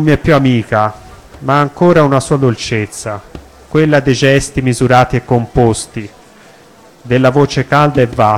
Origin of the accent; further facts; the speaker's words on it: Florence, Tuscany, Italy; io sono nato qui a Firenze, sono qui fiorentino, però mi sento cosmopolita, cittadino del mondo.